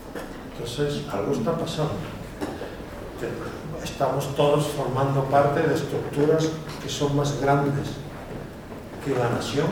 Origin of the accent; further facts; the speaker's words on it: Spain; Yo, que soy español, veo no solamente cómo se está descomponiendo mi país